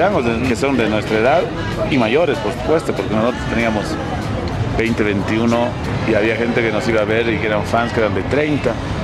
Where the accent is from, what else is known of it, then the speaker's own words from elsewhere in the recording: La Paz, Bolivia; esta es nuestra ciudad, ¿no? Nosotros somos de La Paz